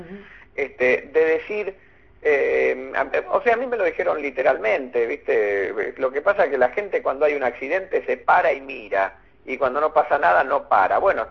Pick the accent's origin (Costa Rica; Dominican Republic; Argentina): Argentina; Buenos Aires; Yo soy de Buenos Aires, acá muchos hinchas de Rosario no hay